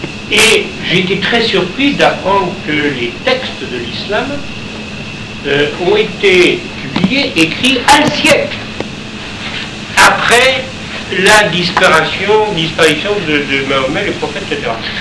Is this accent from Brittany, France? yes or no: yes; Brittany, France; Je suis breton, je fais partie de ces gens qui ont eu le catholicisme.